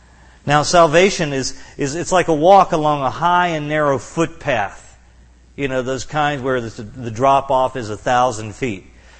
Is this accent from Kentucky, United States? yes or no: yes; Kentucky, United States; I remember being about 14 years of age, and I'm from Kentucky